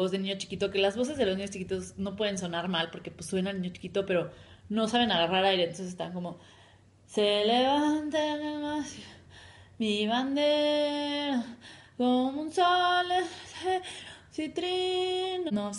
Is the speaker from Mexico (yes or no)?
yes; Mexico; todo lo que vivimos en ese momento de nuestra infancia, nos construyó el carácter como mexicanos